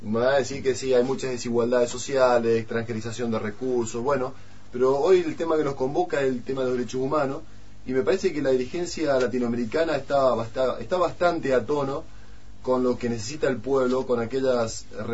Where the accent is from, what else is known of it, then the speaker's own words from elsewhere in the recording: Argentina; cuál es nuestro grado de conciencia como argentinos en esta democracia